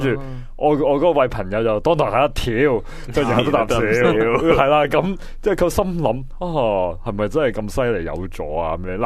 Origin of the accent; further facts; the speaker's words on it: China; 我哋强国人呢嚟到香港又好，去日本又好，去泰国又好，都好鍾意买药嘅